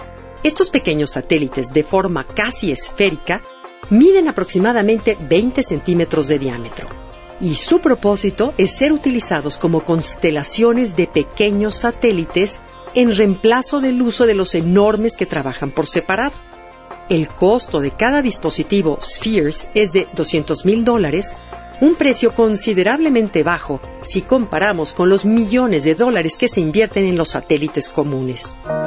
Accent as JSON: {"language": "Spanish", "country": "Mexico", "said": "lo grande que somos los mexicanos si nos lo proponemos"}